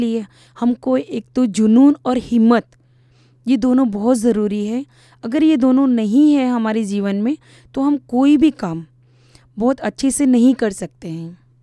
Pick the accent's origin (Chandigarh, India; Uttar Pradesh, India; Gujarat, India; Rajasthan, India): Gujarat, India; Ahmedabad; मैं अहमदाबाद से बिलोंग करती हूँ और मेरा बर्थ जमालपुर चारस्ता म्यूनसिपल्टी कॉरपोरेशन में हुआ था और मैं वहीं की रहने वाली हूँ। मैं वहीं रहती हूँ अहमदाबाद में